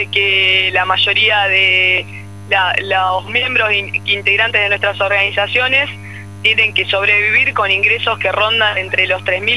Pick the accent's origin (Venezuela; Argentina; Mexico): Argentina; somos parte de la Argentina olvidada, y bueno, conformamos también parte de esa cifra que hoy se muestra fríamente en números, pero que representa la realidad de millones de argentinos.